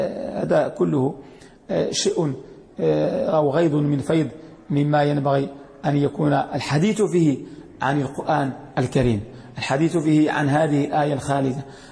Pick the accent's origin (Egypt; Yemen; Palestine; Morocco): Morocco; وهذه المجهودات الحمد لله التي نراها في بلدنا المغرب